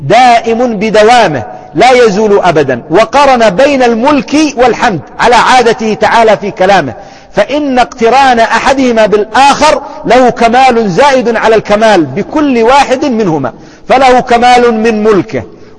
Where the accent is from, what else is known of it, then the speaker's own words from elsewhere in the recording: Yemen; على سبيل المثال، شيخ قبيلة عندنا في اليمن